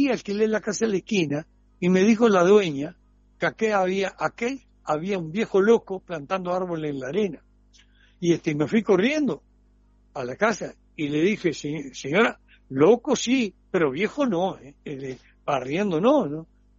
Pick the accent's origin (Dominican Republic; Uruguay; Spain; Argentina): Uruguay; Durazno; Sí, he nacido porque en Durano, el que no es milico, no existe. Y mi padre era coronel de caballería. Y entonces, como estaba caballería allá, nací allá.